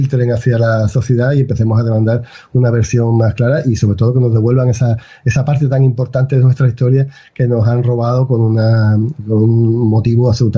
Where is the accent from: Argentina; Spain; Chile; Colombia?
Spain; Andalusia; yo hablo de un poco del mío, que es el que más conozco y el que más me duele, como pueblo andaluz